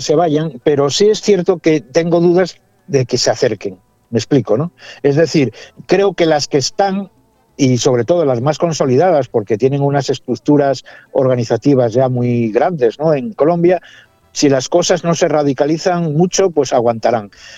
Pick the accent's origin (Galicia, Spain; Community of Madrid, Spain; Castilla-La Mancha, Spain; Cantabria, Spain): Cantabria, Spain; Santander; Yo soy de Santander, norte de España, del Santander español, ¿no? Y donde vivo.